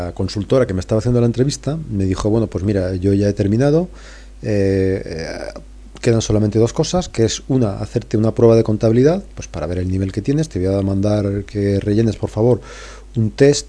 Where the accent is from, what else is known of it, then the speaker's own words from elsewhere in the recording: Madrid, Community of Madrid, Spain; Le dije que no, que era de Madrid